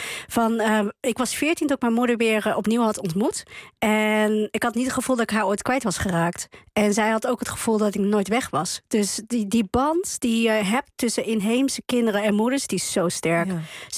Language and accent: Dutch; Netherlands; also born or lived in Chile; Nou, ik ben opgegroeid in Nederland. Ik ben geboren in Chili.